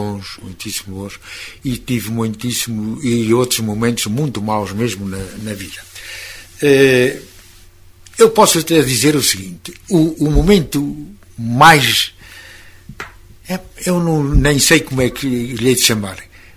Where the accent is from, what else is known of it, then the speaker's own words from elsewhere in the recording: Lagares da Beira, Centro, Portugal; born there; Claro, nasci em Lagares da Beira.